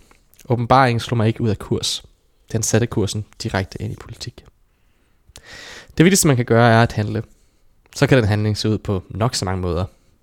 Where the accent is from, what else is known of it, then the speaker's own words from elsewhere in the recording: Hvidovre, Capital Region of Denmark, Denmark; Jeg voksede op i det hvide Hvidovre og levede et trygt liv med en sorgfri barndom